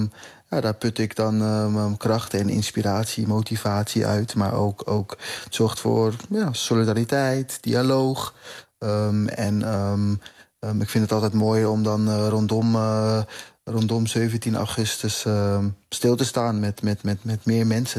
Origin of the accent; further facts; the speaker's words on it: Curaçao; now in Netherlands; En dat draagt bij aan mijn identiteit als Curaçaoënaar hier in Nederland.